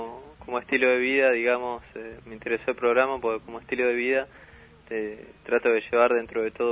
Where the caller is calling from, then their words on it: Monte Grande, Buenos Aires Province, Argentina; De Monte Grande.